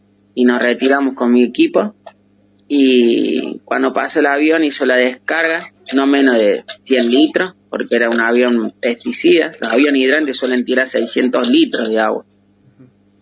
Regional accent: San Marcos Sierra, Córdoba, Argentina; de San Marcos Sierra, un pueblito ubicado en Córdoba.

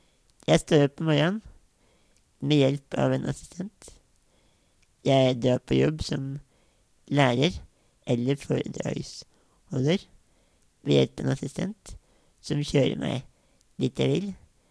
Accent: Innlandet, Norway; Jeg er politiker og fra Valdres i Oppland. Jeg er bondesønn.

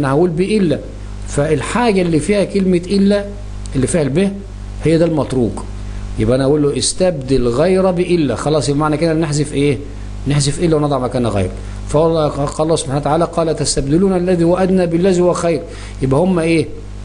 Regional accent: Egypt; مصر التي يقصد بها بلادنا مصر

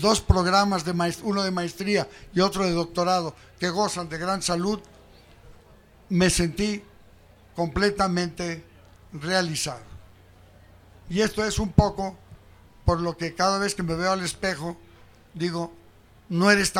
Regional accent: Mexico; que fue formado en la escuela juarista, que sigo siendo juarista y que por encima de todas las cosas, pues soy mexicano. Muy mexicanista

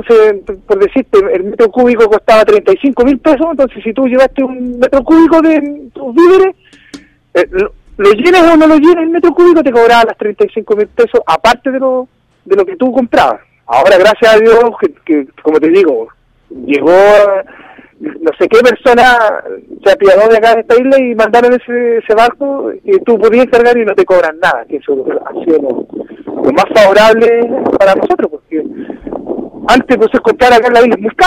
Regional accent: La Ligua, Valparaíso, Chile; born there; Yo nací en La Ligua, sí, nací en La Ligua.

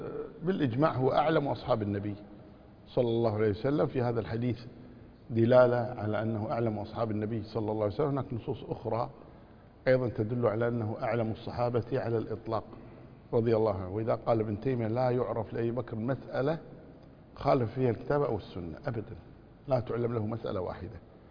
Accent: Kuwait; عندنا في الكويت كنا نقول باب أبو خوخة

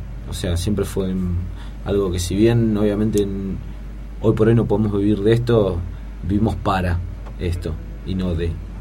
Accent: Buenos Aires, Argentina; nosotros somos de Recife, provincia de Buenos Aires, lugar de que somos oriundos, nacimos ahí, ahora vivimos acá, estamos instalados acá, pero somos de ahí, muy orgullosos de ser de Recife.

